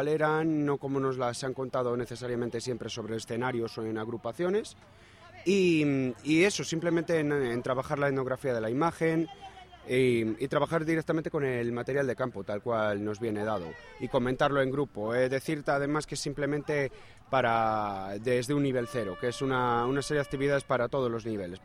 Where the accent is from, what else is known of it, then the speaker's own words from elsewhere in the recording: Palencia, Castile and León, Spain; como Burgos, como Palencia, que es de donde soy yo, como Valladolid, ¿no?